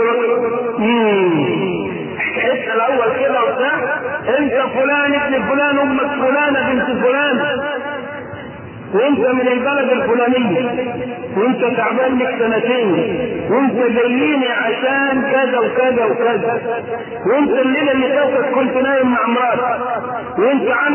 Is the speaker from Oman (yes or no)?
no; Egypt; ولذلك ما عندنا في مصر لا تجئ في بقية دول العالم إلا من انتقل من عندنا إلى غيرنا